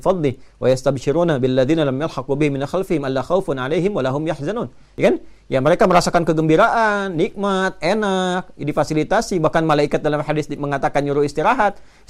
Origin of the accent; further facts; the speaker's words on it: Banten, Indonesia; born there; now in Bekasi, Indonesia; saya tempat tinggal di Bekasi, lahir di Banten.